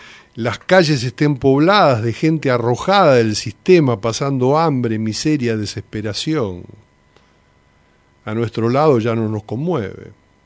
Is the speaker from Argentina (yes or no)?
yes; Argentina; y no solamente por lo que nos sucede a nosotros como argentinos